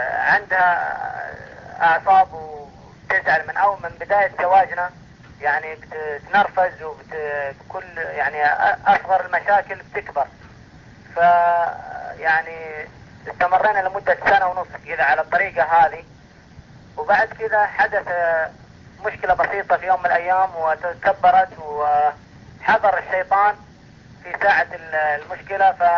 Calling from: Saudi Arabia; أنا أكلمك من المملكة العربية السعودية.

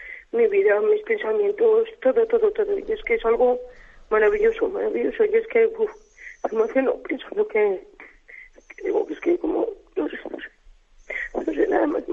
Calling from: Logroño, La Rioja, Spain; de Logroño.

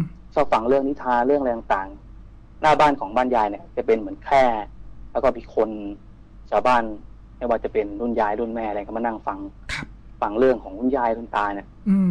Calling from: Bang Na, Bangkok, Thailand; บางนาครับพี

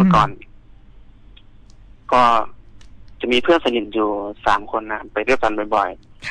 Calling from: Pathum Thani, Thailand; ตอนนี้อยู่ที่ปทุมธานีครับ

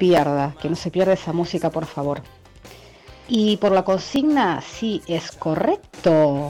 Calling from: Quilmes, Buenos Aires Province, Argentina; de Quilmes Oeste.

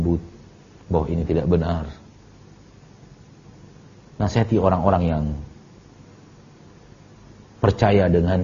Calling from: Bukittinggi, West Sumatra, Indonesia; Saya dari Bukit Tinggi, Ustaz.

